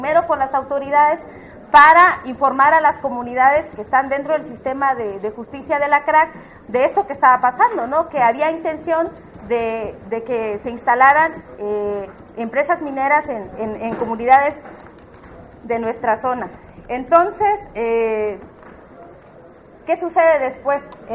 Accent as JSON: {"language": "Spanish", "town": "Citlaltepec", "region": "Guerrero", "country": "Mexico", "said": "soy originaria de Citlaltepec, municipio de Metlatónoc"}